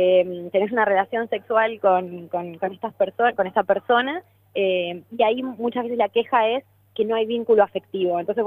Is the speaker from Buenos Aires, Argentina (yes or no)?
no; Ushuaia, Tierra del Fuego, Argentina; born there; también espero que pueda llegar a mi ciudad natal, que es Ushuaia, Tierra del Fuego.